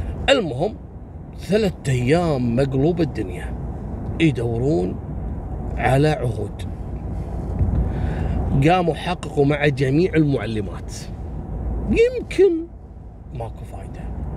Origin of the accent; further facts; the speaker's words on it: Kuwait; احنا عندنا في الكويت